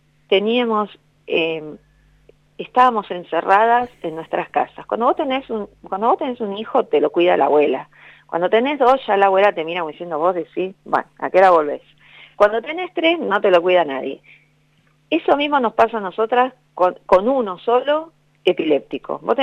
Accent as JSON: {"language": "Spanish", "region": "Buenos Aires", "country": "Argentina", "said": "yo soy de Buenos Aires y soy porteña, pero muy porteña. Soy de Parque Patricio, hincha Huracán, ¿entendés? Tengo el río acá en unas cuadras"}